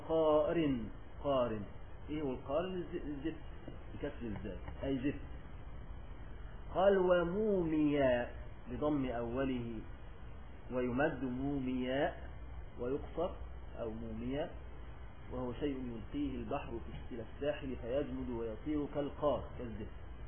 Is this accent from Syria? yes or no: no; Egypt; وعندنا في مصر الآن يعملون هذه القدور ويسمونها البران